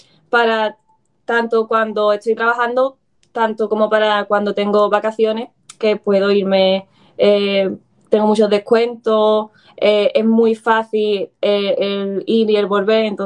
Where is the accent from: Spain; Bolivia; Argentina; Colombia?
Spain; Alhaurín, Andalusia; yo originalmente soy de Málaga, de Alhaurín